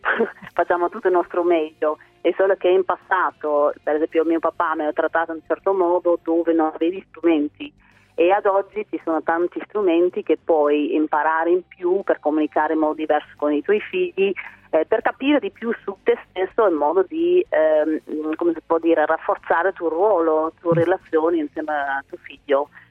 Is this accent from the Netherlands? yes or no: yes; Netherlands; essendo io olandese